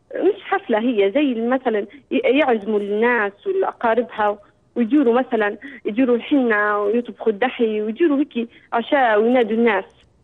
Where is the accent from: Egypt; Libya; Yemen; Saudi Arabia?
Libya; احنا عندنا في ليبيا بعض العادات